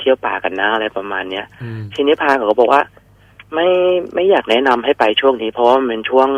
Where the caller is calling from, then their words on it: Nakhon Pathom, Thailand; ตอนนี้จอดรถอยู่แถวนครปฐมครับ